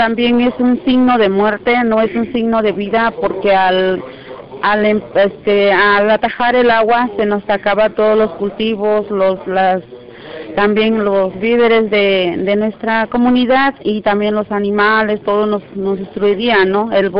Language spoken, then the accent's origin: Spanish; San Pedro Tututepec, Oaxaca, Mexico; vengo de la costa de Oaxaca, pertenezco a la Costa Grande, que es el municipio de San Pedro Tututepec.